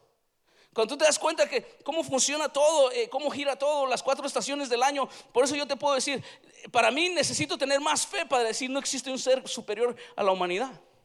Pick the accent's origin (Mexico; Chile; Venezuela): Mexico; Nosotros, los que somos de México, nos quedamos bien, bien picudos porque tenemos la rosa